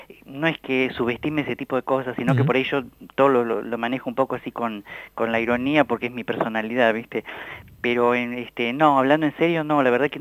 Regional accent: La Plata, Buenos Aires Province, Argentina; Sí, yo nací acá en La Plata, en esta calle, en la calle 12 y 38 donde vivo. 12, 37 y 38.

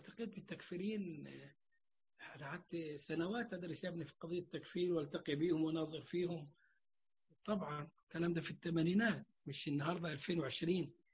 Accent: Egypt; وعندنا في مصر انتوا عارفينهم ولا اقول لك عليهم؟

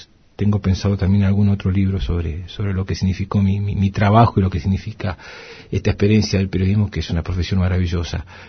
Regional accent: Haedo, Buenos Aires Province, Argentina; born there; Nací en Aedo, partido de Morón, en la provincia de Buenos Aires.

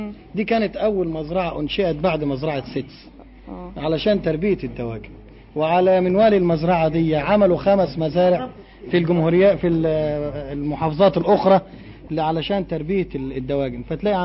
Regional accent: Faiyum, Faiyum Governorate, Egypt; يعني الكهرباء اللي عندنا في الفيوم جاية من المية في 3 تربينات

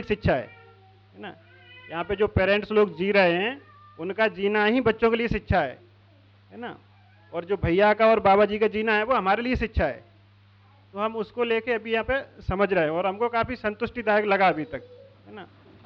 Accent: Bhind, Madhya Pradesh, India; और भिंड जिले का रहने वाला हूँ। तो मेरी जैसे जॉब लगी यहाँ पे तो टीचर के रूप में यहाँ इंदौर में, इंदौर जिले में यहाँ पास में एक गांव पड़ता है सिवनी

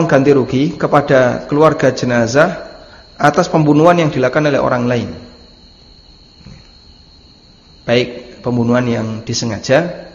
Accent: Lamongan, East Java, Indonesia; Saya tidak menjumpainya di daerah Lamongan, ya, tempat asal saya. Makanya di sana ketika takziah itu tidak disediakan kotak infak atau kotak amplop. Tidak seperti di sini, kalau di sini kan disediakan kotak seperti itu.

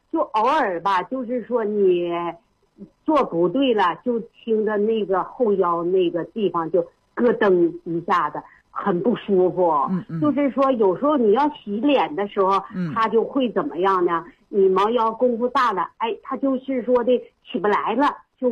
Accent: Suihua, Heilongjiang, China; 我是绥化的。

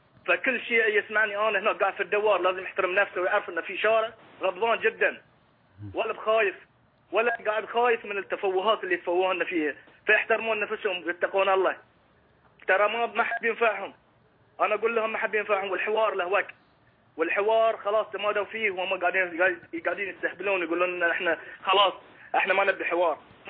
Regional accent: Bahrain; يا اخي انا مظلوم، انا انسان بحريني، انا مظلوم

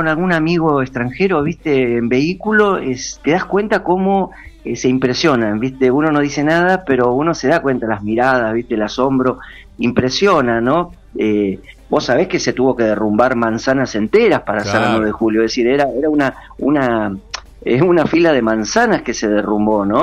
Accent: Argentina; Bueno, es parte de nuestro speech como argentino.

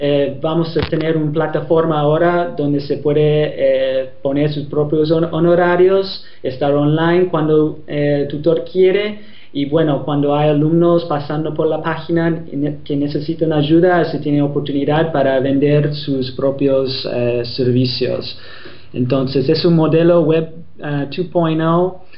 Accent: Boston, Massachusetts, United States; Spanish is a second language; Yo soy de Boston, de Estados Unidos. Por eso mi español es un poco...

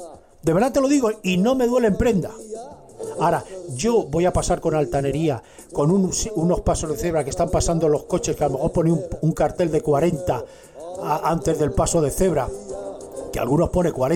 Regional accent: Madrid, Community of Madrid, Spain; born there; Vamos, yo no soy del norte, yo nací en Madrid.

